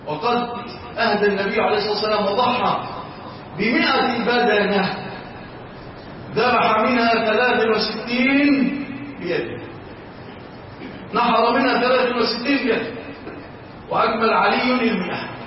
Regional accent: Egypt; اللهم اجعل بلادنا مصر وسائر بلاد

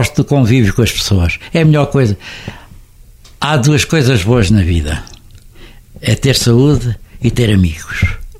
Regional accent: Coimbra, Portugal; mantive-me sempre aqui fiel, sou aos de Coimbra, são os coimbrinhas, eu sou um oliveirinha, gosto muito da minha terra

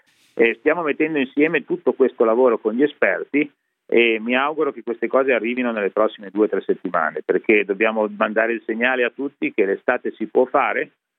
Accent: Genoa, Liguria, Italy; E siccome sono di Genova, le do un paragone.

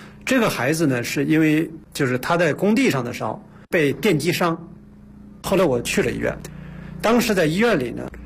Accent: Hebei, China; 因为我在河北农村长大，一个非常贫穷的农村，

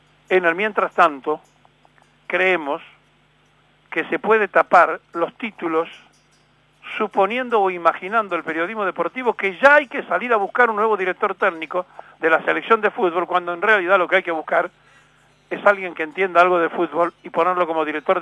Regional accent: Argentina; los argentinos no sabemos trabajar en equipo porque no tenemos una comunidad organizada.

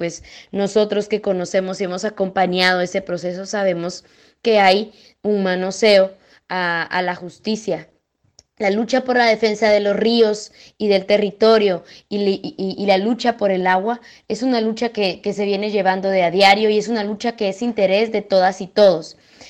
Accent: Guatemala; soy de Guatemala, periodista independiente, quien por primera vez está compartiendo con ustedes un programa

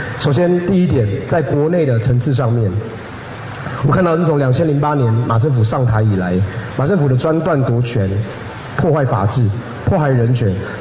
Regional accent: Taiwan; 也让我们台湾人自己知道，过去几年来，甚至过去400年来

